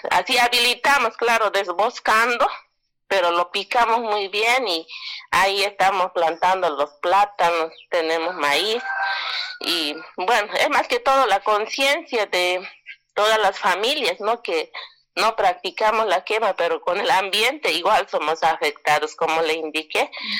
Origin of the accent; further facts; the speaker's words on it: Alto Beni, La Paz, Bolivia; Soy de Alto Beni, el sector Sararía. Estamos entre la provincia Caranavi y entre la Arecaja, al lado de Mayaya. Es bastante conocido el lugar. un lugar bastante hermoso, productivo.